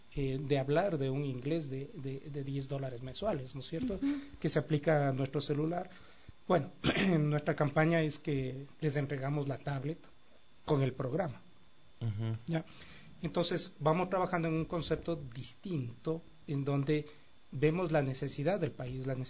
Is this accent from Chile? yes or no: no; Ecuador; nosotros como ecuatorianos nos estamos trayendo un producto